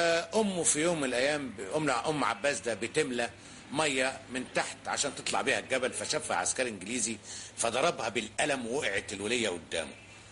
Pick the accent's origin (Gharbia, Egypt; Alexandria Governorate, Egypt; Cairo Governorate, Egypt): Cairo Governorate, Egypt; Cairo; born there; انا من مواليد السيده زينب